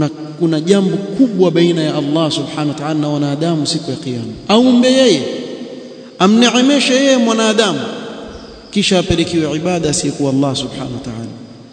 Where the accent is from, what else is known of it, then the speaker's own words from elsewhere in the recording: Mombasa, Mombasa County, Kenya; kuna bwana mmoja kule kwetu kule Mombasa